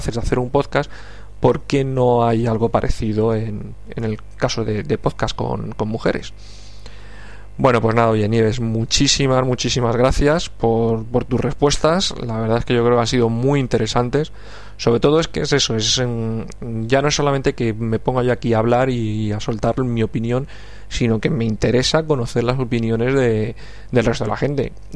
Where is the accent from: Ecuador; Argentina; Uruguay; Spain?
Spain; Madrid, Community of Madrid; os estoy hablando desde Madrid, soy madrileño